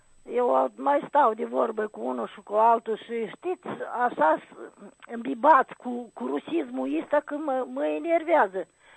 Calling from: Rîșcani, Rîșcani District, Moldova; din Râșcani.

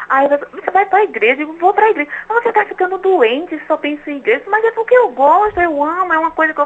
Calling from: Recife, Pernambuco, Brazil; Eu queria fazer aula, sou daqui de Recife.

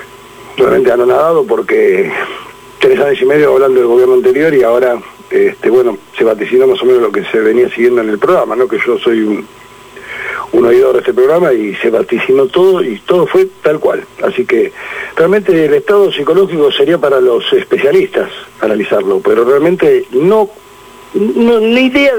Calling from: Buenos Aires, Argentina; de Villaortúzar.

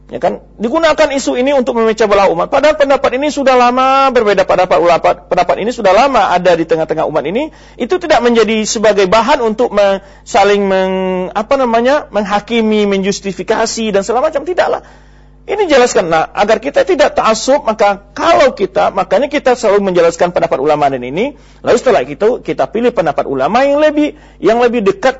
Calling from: Muara Enim, South Sumatra, Indonesia; Saya dari Muara Enim.

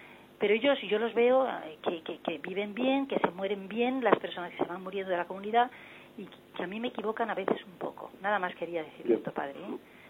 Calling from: Madrid, Community of Madrid, Spain; soy de Madrid

